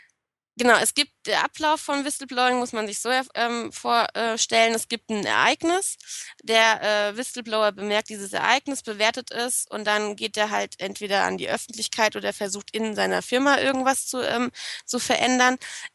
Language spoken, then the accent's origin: German; Hesse, Germany; Ich weiß, dass ich Whistleblowing ganz komisch ausspreche, aber ich bin Hesse und da wird das ganz komisch gesprochen.